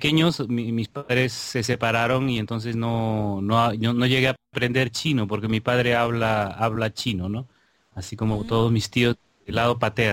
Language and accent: Spanish; Tacna, Peru; born there; nací en Tacna, que es una ciudad muy pequeña en la frontera con Chile, en el Perú.